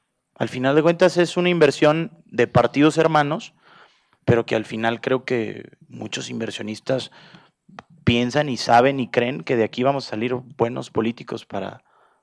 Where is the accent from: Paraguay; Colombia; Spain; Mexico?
Mexico; allá en mi país hay una frase